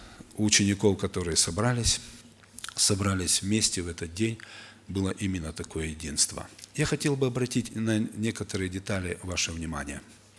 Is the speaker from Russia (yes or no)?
no; Ukraine; Я с Украины.